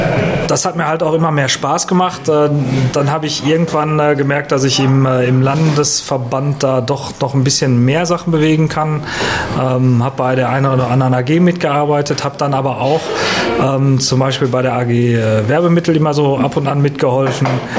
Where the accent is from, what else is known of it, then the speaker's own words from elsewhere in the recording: Dortmund, North Rhine-Westphalia, Germany; beim Kreisparteitag in Dortmund bin ich als Dortmunder Pirat eigentlich immer